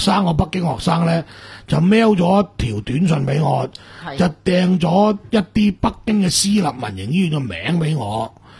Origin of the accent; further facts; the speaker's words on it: Macau; 所以我哋澳门人好清楚，从来唔敢入去噶